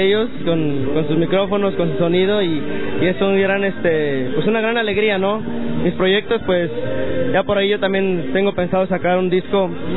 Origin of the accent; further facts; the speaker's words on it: Moroleón, Guanajuato, Mexico; soy originario de Moroleón, Guanajuato.